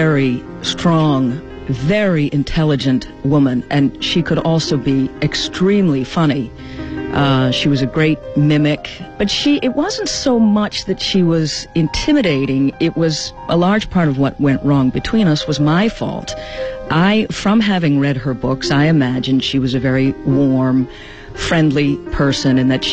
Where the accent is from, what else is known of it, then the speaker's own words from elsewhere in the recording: Boston, Massachusetts, United States; I grew up in Boston, and so, you know, it wasn't too far